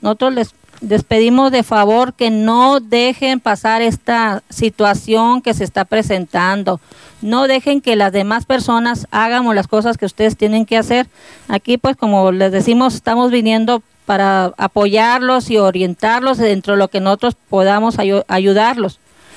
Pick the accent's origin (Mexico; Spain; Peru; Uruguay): Mexico; Hermosillo, Sonora; somos una familia de Hermosillo, Sonora, que desde el 2009 traemos estos metales que vienen por el río Sonora.